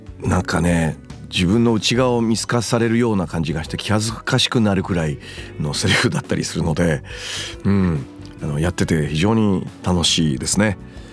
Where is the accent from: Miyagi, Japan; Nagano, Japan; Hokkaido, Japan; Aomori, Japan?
Miyagi, Japan; 私東北宮城県出身でございます。塩釜文化大使にもなっております。